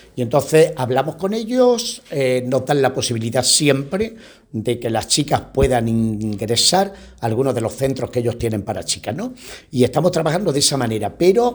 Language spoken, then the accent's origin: Spanish; Spain; los que estamos misionando fuera de España y que somos españoles